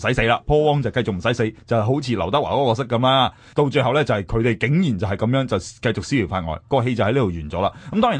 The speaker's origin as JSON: {"language": "Cantonese", "country": "Hong Kong", "said": "即系我哋香港人都有我哋嘅手信啦"}